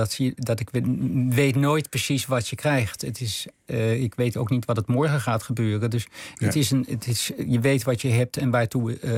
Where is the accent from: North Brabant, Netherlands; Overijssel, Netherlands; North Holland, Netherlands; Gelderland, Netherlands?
Gelderland, Netherlands; Arnhem; also born or lived in Schoonhoven; vanaf mijn vierde zijn we van Schoonhoven naar Arnhem verhuisd.